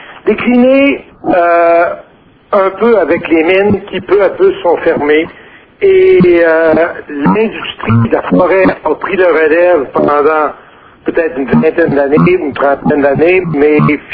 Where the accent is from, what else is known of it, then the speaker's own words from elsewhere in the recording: Quebec, Canada; Et parce que je venais d'Abitibi, en passant